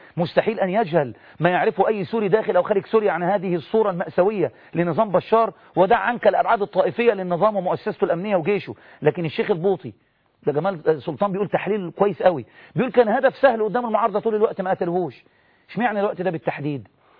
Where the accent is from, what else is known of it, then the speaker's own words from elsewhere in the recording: Egypt; عادي ده، عادي عندنا في مصر ده عادي